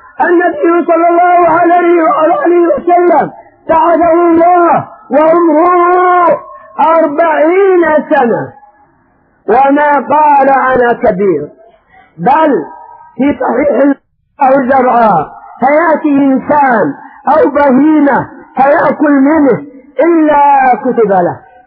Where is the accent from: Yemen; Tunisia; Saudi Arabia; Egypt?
Yemen; ابتلي بأمرين عندنا في اليمن الأعلى